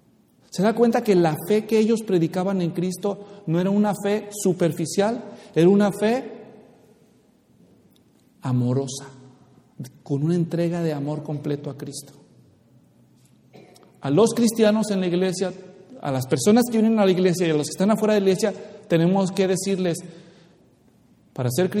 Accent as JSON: {"language": "Spanish", "country": "Mexico", "said": "soy mexicano y hay partes de México donde nos gusta andarnos con rodeos y otras partes donde son muy directos."}